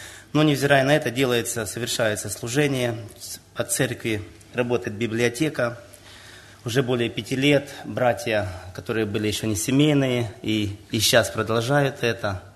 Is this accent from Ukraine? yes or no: yes; Nikopol, Dnipropetrovsk Oblast, Ukraine; из Никополя. У нас численность населения около 40 тысяч